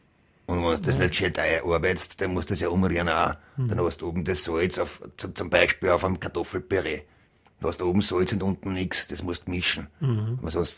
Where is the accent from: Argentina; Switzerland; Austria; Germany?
Austria; Styria; weil ich gesagt habe, ich bin eine Steirer Woman.